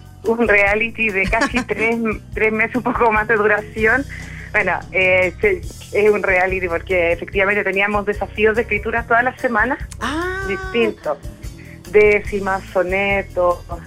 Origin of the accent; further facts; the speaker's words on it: Puerto Montt, Los Lagos, Chile; also born or lived in Argentina; now in Santiago, Chile; Luego me fui en mi adolescencia a Puerto Montt, estudié historia allá, después me fui a Argentina, ahora estoy en Santiago, así que en realidad siempre voy como recorriendo hartos lugares, no me defino como mucho de un lugar en particular